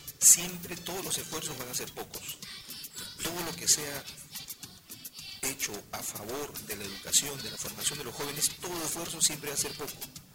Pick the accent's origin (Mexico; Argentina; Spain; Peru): Peru; Callao; Mira, somos del Callao, nos deberíamos preciar de ser buenos nadadores porque tenemos el mar de Grau aquí a puertas